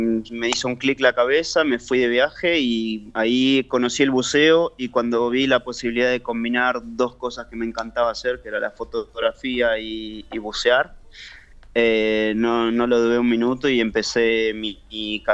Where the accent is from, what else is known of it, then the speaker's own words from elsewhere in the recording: Ezpeleta, Buenos Aires Province, Argentina; also born or lived in Bernal; De Quilmes, bueno, yo realmente nací en Bernal.